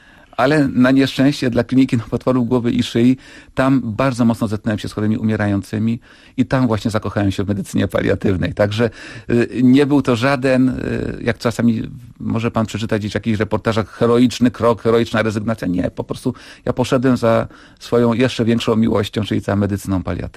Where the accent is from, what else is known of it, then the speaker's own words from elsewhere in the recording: Kraków, Lesser Poland, Poland; ja pochodzę z Nowej Huty. Kiedyś bardzo to rozróżniano, Krakus i Hutas. Teraz już nie wstyd być z Nowej Huty i się do tego przyznać.